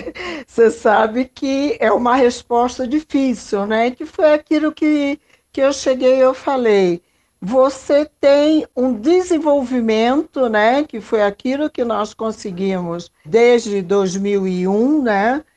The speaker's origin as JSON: {"language": "Portuguese", "region": "Rio de Janeiro", "country": "Brazil", "moved": "yes", "lives_now": "São Paulo, Brazil", "said": "Eu sou do Rio de Janeiro, vim para São Paulo, passei por tudo aquilo"}